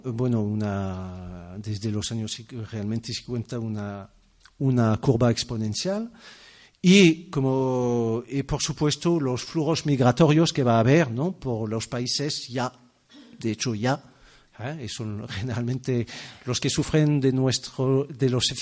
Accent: France; now in Spain; porque quizás soy francés, es un parti pris chauvinista

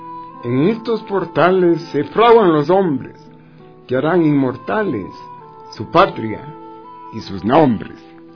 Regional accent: Quito, Pichincha, Ecuador; Entonces yo crecí en Quito, volví a nacer en los portales de Quito.

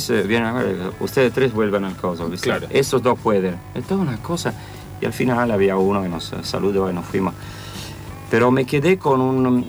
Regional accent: Italy; En Italia me siento escocés, estoy en Escocia, soy italiano, estoy acá

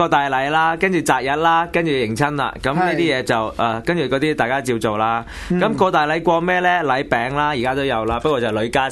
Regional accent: Hong Kong; 以我香港人啦，香港即係南中國啦，當中國人啦、華人啦

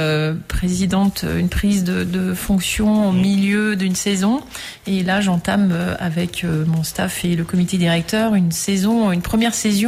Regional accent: Sélestat, Grand Est, France; moi, je suis alsacienne, je suis de Célestat, qui est un peu le temple.

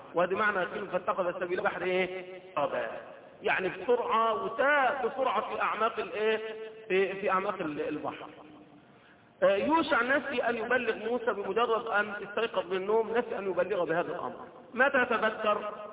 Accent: Egypt; اللي هم ربما اللي بيسموها دلوقتي منطقه عندنا في مصر في سيناء

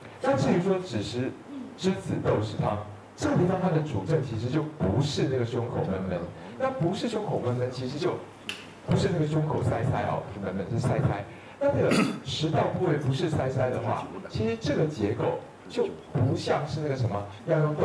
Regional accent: Taiwan

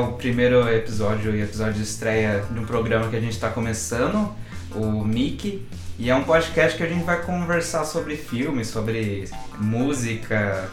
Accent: Jundiaí, São Paulo, Brazil; Nós dois somos de Jundiaí, né?

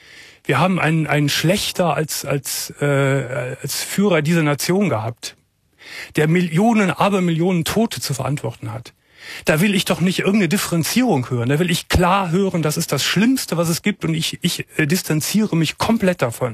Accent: Cologne, North Rhine-Westphalia, Germany; Eigentlich ist es meine Heimatstadt.

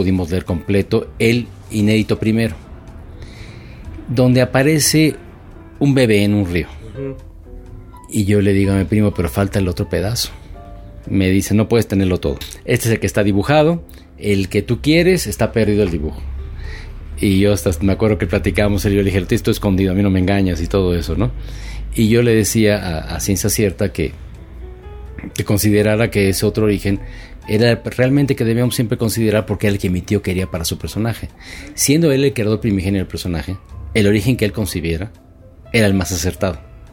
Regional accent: Mexico; como los mexicanos lo somos

